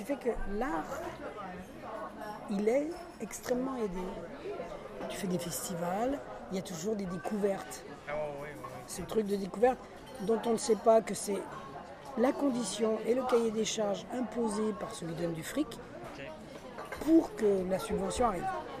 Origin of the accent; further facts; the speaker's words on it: Lyon, Auvergne-Rhône-Alpes, France; also born or lived in Barcelona; now in Paris, France; J'étais de Lyon, moi. Enfin, on a immigré à Lyon. Je suis né à Barcelone.